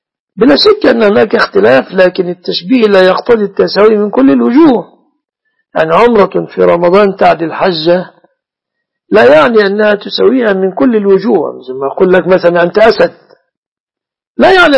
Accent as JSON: {"language": "Arabic", "country": "Egypt", "said": "إذا كانت تركب مثلا كما تركب النساء عندنا في مصر ميكروباص"}